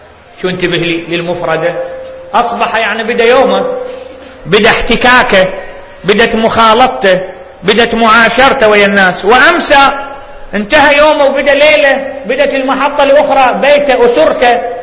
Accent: Baghdad, Baghdad Governorate, Iraq; تفجير صار عندنا ببغداد وراحوا أكثر من 100

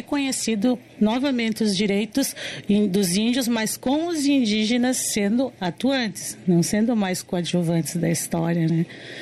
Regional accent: Paraná, Brazil; Eu sou paranaense, meus irmãos são paranaenses.

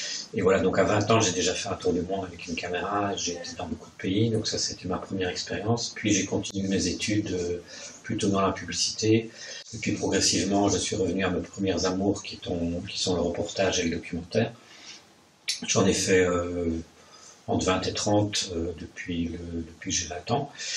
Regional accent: Verviers, Wallonia, Belgium; je suis originaire de Verviers, à l'opposé d'ici

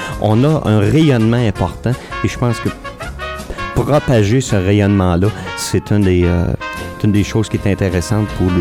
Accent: Trois-Rivières, Quebec, Canada; que je venais de Trois-Rivières, ouais.

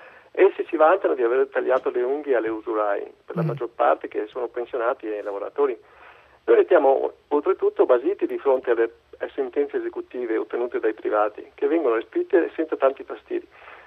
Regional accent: Argentina; Io ho dovuto concambiare perché sono argentino

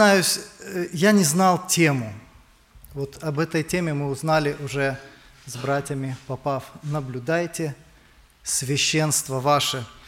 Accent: Kiryat Gat, Southern District, Israel; Я из Израиля, из города Кириат-Гат.

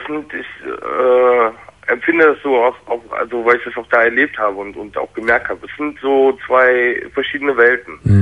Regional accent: Germany; born or raised there; also born or lived in Turkey

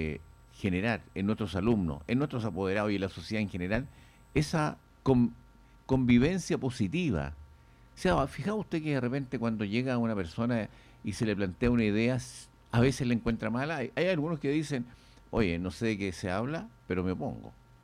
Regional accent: Chile; hoy día tenemos que, como chilenos, como personas que integramos una sociedad importante

